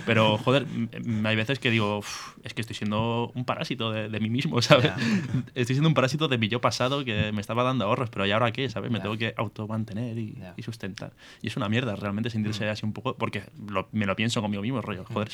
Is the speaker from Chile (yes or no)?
no; Barcelona, Catalonia, Spain; now in Bilbao, Spain; yo desde que estoy aquí en Bilbao, yo soy de Barcelona